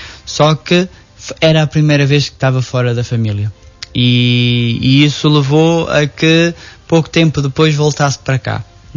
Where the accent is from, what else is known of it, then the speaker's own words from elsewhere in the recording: Nogueira, Portugal; comunidades que constituem Nogueira. Foi um dia de festa, festa não só por eu celebrar a primeira missa na minha terra